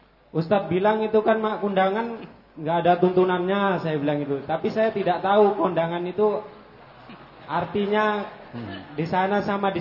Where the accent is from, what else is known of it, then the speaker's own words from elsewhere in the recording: Sumatra, Indonesia; kalau di daerah Sumatera sana Ustadz, kondangan itu kan mendatangi tempat pernikahan gitu